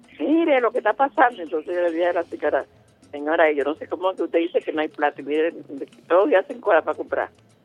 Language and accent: Spanish; Peru; Yo soy peruano.